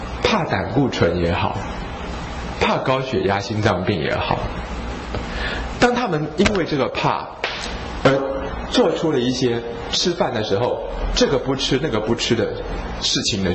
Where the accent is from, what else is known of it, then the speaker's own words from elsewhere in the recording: Taiwan; 你看我们台湾人跟那些北方人比啊，我们的皮肤底下那层脂肪就是这样比较厚一点松松的